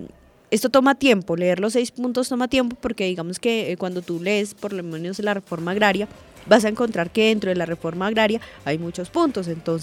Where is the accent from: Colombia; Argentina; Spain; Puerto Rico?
Colombia; que somos más los colombianos que queremos la paz, que somos más los colombianos que estamos rechazando esa violencia